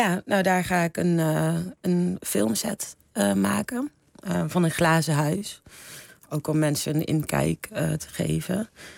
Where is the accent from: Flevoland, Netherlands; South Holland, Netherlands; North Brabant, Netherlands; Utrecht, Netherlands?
North Brabant, Netherlands; Eindhoven; moved away; ik ben uit Eindhoven weg met een reden. En, ik vond het heel klein en best wel dorps. En om dan na 20 jaar weer terug te keren... Nee, 20. Na 15 jaar weer terug te keren.